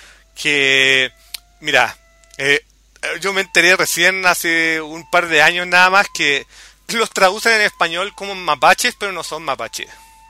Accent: Chile; De hecho, como chileno, de repente me pregunto cuál habrá sido la reacción norteamericana

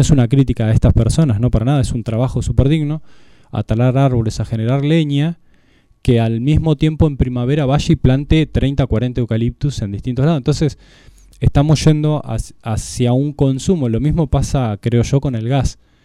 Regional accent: Bariloche, Río Negro, Argentina; yo soy barilochense, soy sureño patagónico.

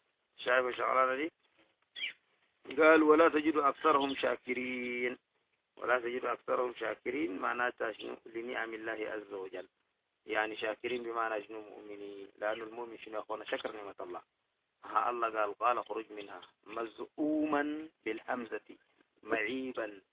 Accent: Sudan; دي كلها عندنا لها حاجات كويسة

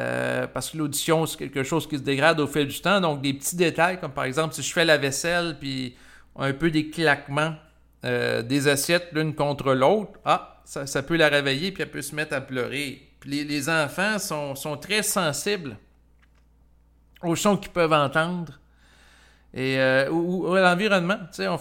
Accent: Quebec, Canada; born there; Moi, je suis né au Québec, qui est un lieu où la température peut être très froide l'hiver.

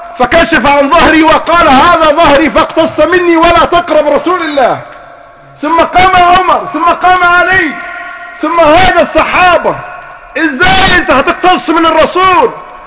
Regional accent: Egypt; يعني عندنا في مصر كده

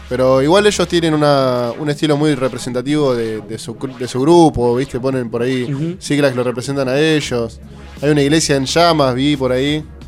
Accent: La Plata, Buenos Aires Province, Argentina; Yo soy de acá de La Plata.

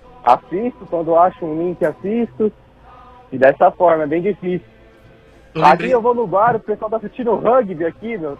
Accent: Santo André, São Paulo, Brazil; Sou de Santo André.

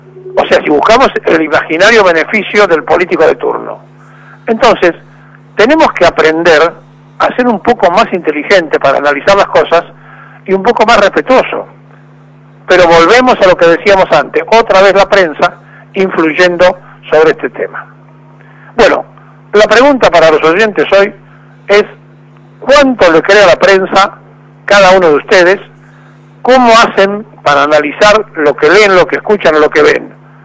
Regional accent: Argentina; El Estado-Nación somos todos los argentinos que lo componemos.

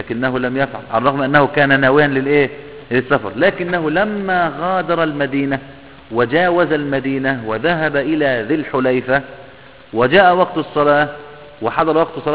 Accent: Idfina, Beheira, Egypt; يعني مثلا عندنا قريتنا مثلا اسمها ادفينا، القرية دي كلها معروفة اولها من اخر.

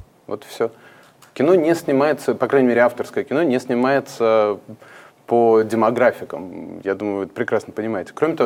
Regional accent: Riga, Latvia; moved away; когда я после очень долгого отсутствия прибыл в Ригу, откуда я родом, в 2014 году

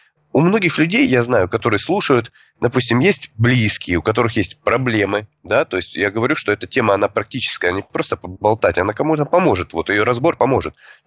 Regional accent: Rostov-on-Don, Rostov Oblast, Russia; Я учитель трезвости из Ростова-на-Дону.

